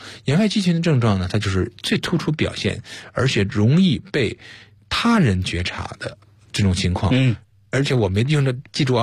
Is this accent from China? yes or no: yes; China; 我们中国人